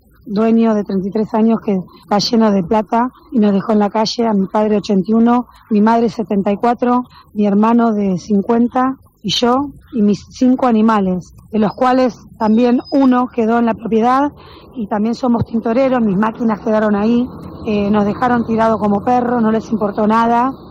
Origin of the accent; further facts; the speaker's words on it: Buenos Aires, Argentina; somos del barrio de Flores